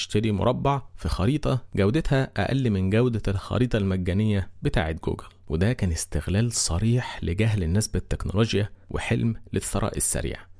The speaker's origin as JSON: {"language": "Arabic", "country": "Egypt", "said": "سرعات الابلود عندنا في مصر"}